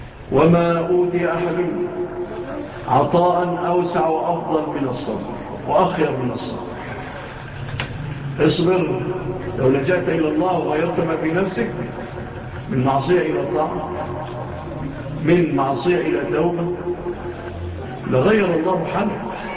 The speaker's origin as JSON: {"language": "Arabic", "country": "Egypt", "said": "وعافى الله بلادنا مصر من هذه الهزات"}